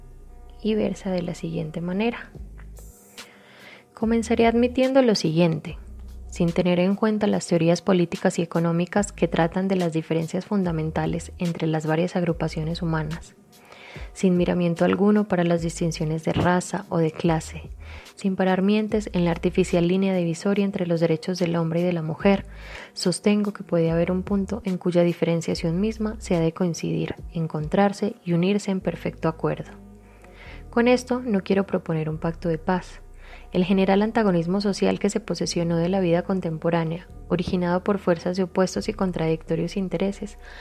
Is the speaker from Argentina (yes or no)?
no; Colombia; moved away as an adult; now in Mexico; soy colombiana, radico en México hace aproximadamente 5 años.